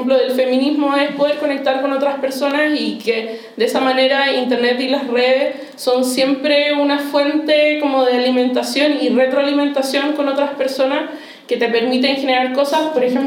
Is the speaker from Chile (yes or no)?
yes; Hualqui, Biobío, Chile; Yo soy de Concepción, específicamente de Hualqui, que es como un pueblo chico que queda afuera